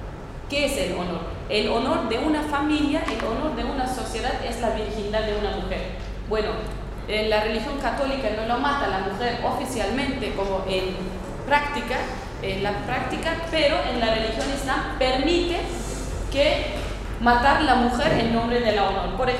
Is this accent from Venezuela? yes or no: no; Northern Kurdistan, Turkey; Spanish is a second language; vivimos en las fronteras, nos dividieron entre Irán, Irak, Siria y Turquía. Somos gente de la frontera. Y somos, yo soy parte de Turquía, no soy, es el norte de Kurdistán. Soy, a nosotros lo nombran como los turcos de las montañas.